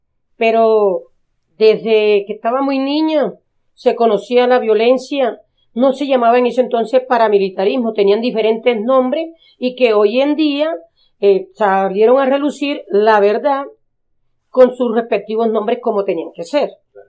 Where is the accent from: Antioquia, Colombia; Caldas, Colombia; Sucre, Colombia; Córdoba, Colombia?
Sucre, Colombia; Corozal; born there; nacida en Corozal, Sucre.